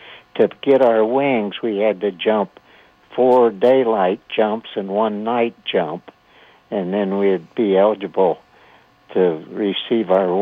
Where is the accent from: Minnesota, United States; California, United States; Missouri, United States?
Missouri, United States; St. Joseph; also born or lived in Buchanan County, United States; And I grew up in Buchanan County, Missouri, and later on, 5 or 6 years old, my family moved to St. Joseph, Missouri, where I grew up as a young man.